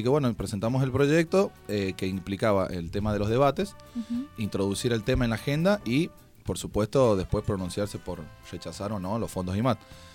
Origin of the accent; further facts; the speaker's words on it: San Juan, Argentina; yo soy sanjuanino y en San Juan no pasa lo mismo